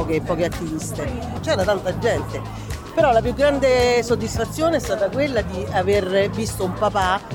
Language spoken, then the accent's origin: Italian; Aprilia, Lazio, Italy; Io, Aprilia.